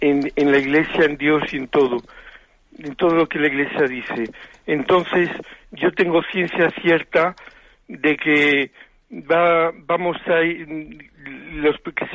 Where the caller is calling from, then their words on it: Zamora, Castile and León, Spain; yo soy de Zamora